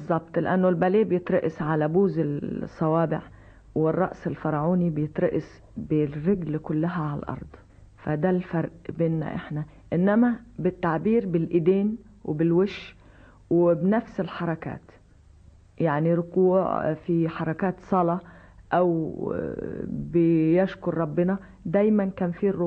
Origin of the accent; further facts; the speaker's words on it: Egypt; ودي وحشه قوي في وشنا احنا كمصريين